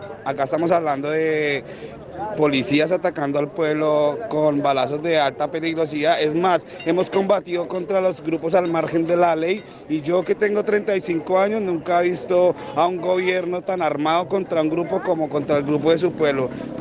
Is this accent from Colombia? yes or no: yes; Colombia; now in Chile; Nosotros como colombianos acá en Chile